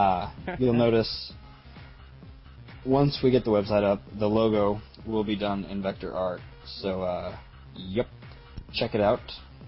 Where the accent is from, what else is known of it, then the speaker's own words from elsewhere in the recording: Florida, United States; moved away; Hey, I'm from Florida, sir.